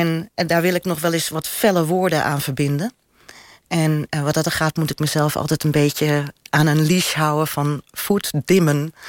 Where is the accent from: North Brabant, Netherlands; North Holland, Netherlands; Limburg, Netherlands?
North Holland, Netherlands; want ik kom uit de Zaan